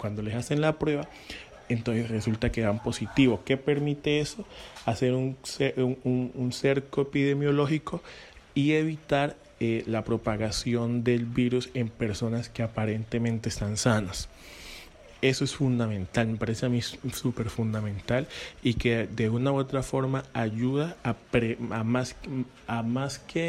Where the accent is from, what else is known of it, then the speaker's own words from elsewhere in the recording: Buenaventura, Valle del Cauca, Colombia; nos permite, al menos como bonaerense, poder decir y reclamar que necesitamos recursos para inversión en materia de salud